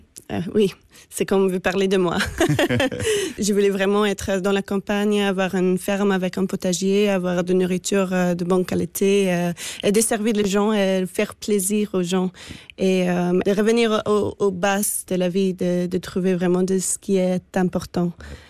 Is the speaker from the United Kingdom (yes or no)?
yes; Scotland, United Kingdom; now in Belgium; Mais c'est la Belgique, il pleut tout le temps. Je dis, oui, mais je viens de l'Écosse.